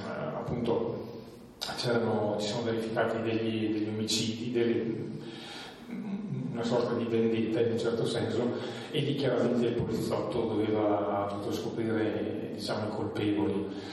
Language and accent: Italian; Trentino-Alto Adige, Italy; vengo dalla Valle di Fiemme, quindi abito vicino, abito in montagna, sono nato lì e amo vivere lì.